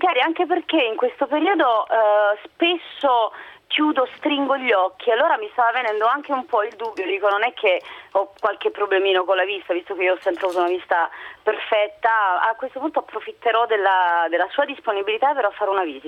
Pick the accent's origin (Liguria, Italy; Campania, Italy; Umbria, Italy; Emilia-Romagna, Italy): Campania, Italy; Naples; Io poi da napoletana, ovviamente chi non ama il mare